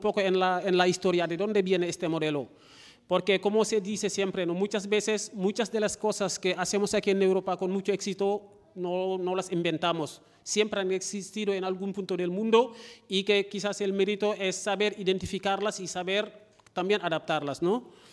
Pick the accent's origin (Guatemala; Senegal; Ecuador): Senegal; Soy de Senegal y ahí lo llamamos tontín.